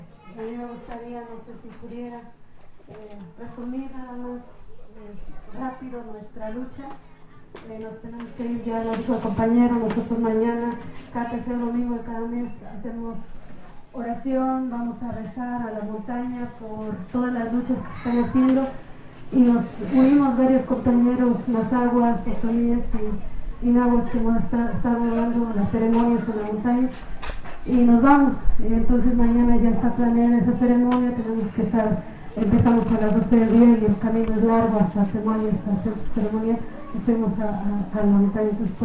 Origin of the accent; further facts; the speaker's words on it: Pilapa, State of Mexico, Mexico; vengo del pueblo indígena de Sector Pilapa.